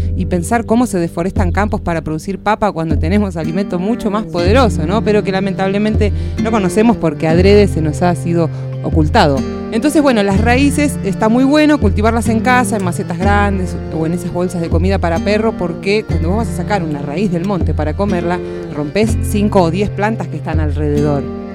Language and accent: Spanish; Buenos Aires, Argentina; born there; now in Córdoba, Argentina; yo vivo en Córdoba hace 10, porque nací en Buenos Aires. Cuando yo me vine, como mucha gente, buscando un cambio de estilo de vida